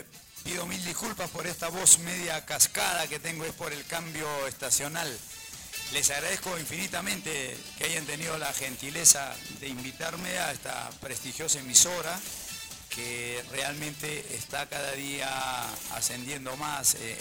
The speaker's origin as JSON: {"language": "Spanish", "country": "Peru", "said": "En relación a de dónde soy, yo soy un peruano"}